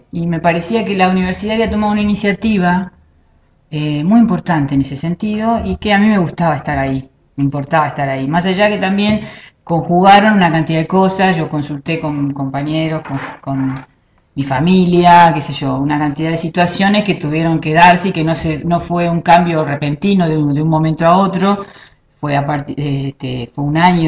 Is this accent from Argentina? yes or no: yes; Argentina; now in Uruguay; Siempre desde que yo me vine a vivir acá a Uruguay, yo soy argentina, desde que me vine a vivir acá a Uruguay